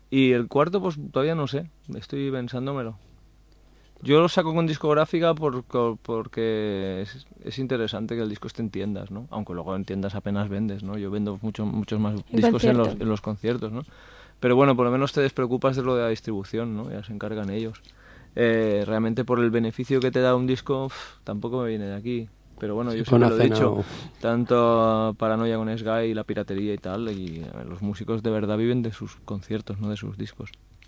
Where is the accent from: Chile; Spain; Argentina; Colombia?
Spain; Barcelona, Catalonia; Yo soy de Horta, aquí al lado.